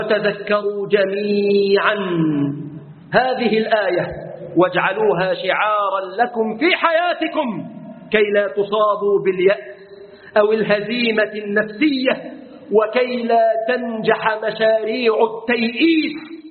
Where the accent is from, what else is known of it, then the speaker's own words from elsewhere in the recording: Egypt; اللهم احفظ بلادنا مصر.